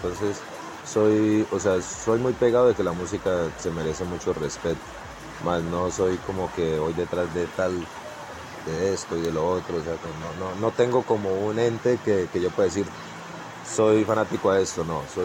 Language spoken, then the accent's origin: Spanish; Puerto Asís, Putumayo, Colombia; yo soy de Puerto Asís, Putumayo, toda la vida nacido y criado aquí en Putumayo. Siempre he estado como muy, muy en mi pueblo